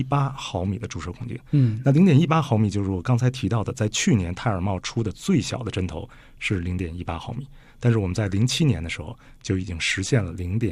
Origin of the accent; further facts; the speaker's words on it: China; 身为中国人不够骄傲的一件事是